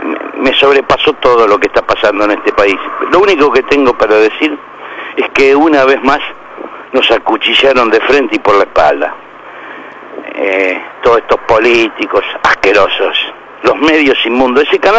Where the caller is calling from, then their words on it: Buenos Aires, Argentina; de La Boca.